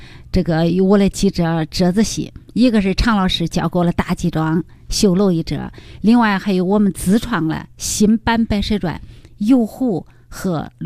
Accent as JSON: {"language": "Chinese", "region": "Henan", "country": "China", "said": "展现我们河南人的形象，河南人的风采。"}